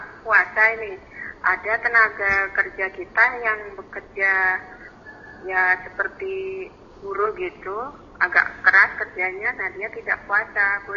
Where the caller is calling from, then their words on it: Palangkaraya, Central Kalimantan, Indonesia; Ini kembali kami, saya dari Palangkaraya.